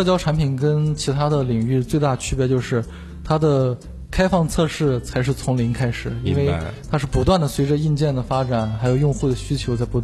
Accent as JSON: {"language": "Chinese", "town": "Xi'an", "region": "Shaanxi", "country": "China", "tie": "born or raised there", "said": "那时候我初一， 那时候在我的老家是一个省会城市，在西安"}